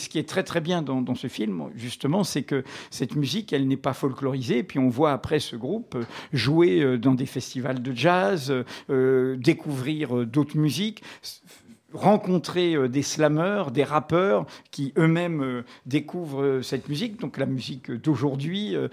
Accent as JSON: {"language": "French", "region": "Martinique", "country": "France", "tie": "born or raised there", "said": "quand j'étais gamin en Martinique, bon, là, je pêchais le lamby"}